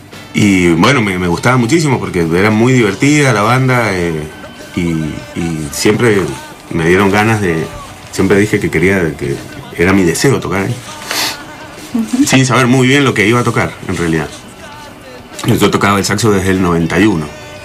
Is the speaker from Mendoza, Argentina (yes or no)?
yes; Mendoza, Argentina; esta es mi primera nota como artista mendocino.